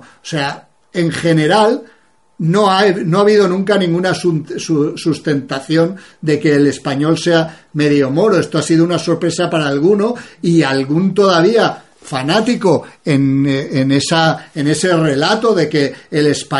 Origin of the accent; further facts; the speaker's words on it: Iran; una iraní, que también se parecen bastante a nosotros los iraníes.